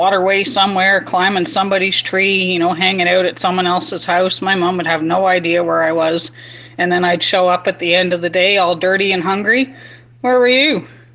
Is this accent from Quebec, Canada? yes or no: no; Inkerman, Ontario, Canada; also born or lived in Nova Scotia; I'm actually from Nova Scotia, but I grew up in Inkerman in South Mountain area, so I know that area pretty well.